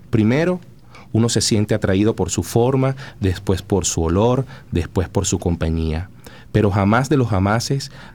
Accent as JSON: {"language": "Spanish", "country": "Venezuela", "said": "es como si fuera el único elemento que nos representa como venezolano"}